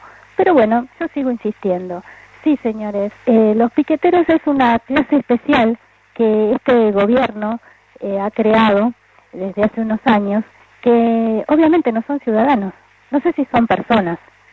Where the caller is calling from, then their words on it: Los Hornos, Buenos Aires Province, Argentina; de Los Hornos otra vez